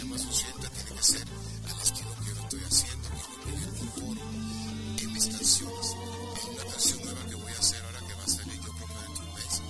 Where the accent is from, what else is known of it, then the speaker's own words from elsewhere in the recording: United States; que yo me crié en los Estados Unidos